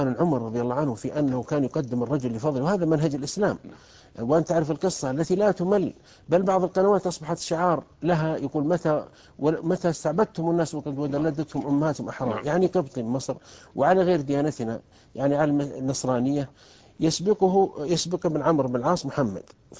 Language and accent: Arabic; Saudi Arabia; لأنه قبل مثل الوحدة الوطنية مثل عندنا في السعودية كانت